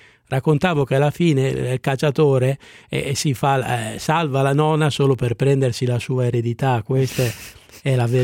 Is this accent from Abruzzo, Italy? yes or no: no; Carugate, Lombardy, Italy; Carugate, qui vicino a Milano, Carugate.